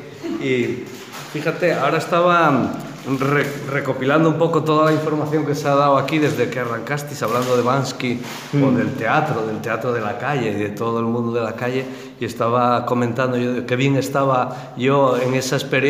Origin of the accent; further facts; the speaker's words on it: Mieres, Asturias, Spain; Yo vengo de una cuenca minera, yo soy de Mieres y conocemos esos procesos.